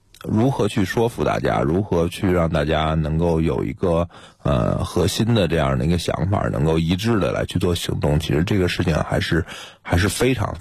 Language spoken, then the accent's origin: Chinese; Beijing, China; 很简单，我是北京人，这片土地特别熟悉